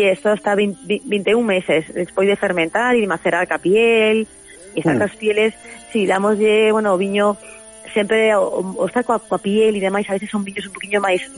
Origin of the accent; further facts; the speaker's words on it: Galicia, Spain; Pues eu non vou a ser menos galega.